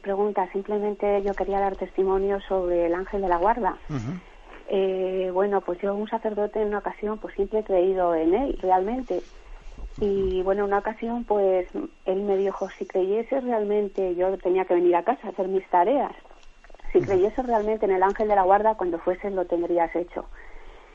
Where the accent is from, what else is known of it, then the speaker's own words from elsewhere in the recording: León, Castile and León, Spain; que yo soy de León